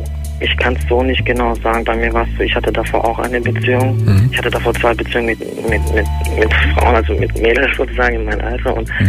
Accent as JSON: {"language": "German", "country": "Turkey", "said": "Ja gut, ich bin Türke."}